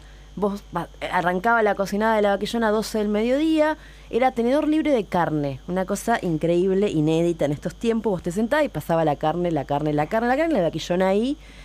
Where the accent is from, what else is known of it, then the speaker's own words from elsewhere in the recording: La Plata, Buenos Aires Province, Argentina; nosotros, en el caso de La Plata, que decíamos recién, que donde somos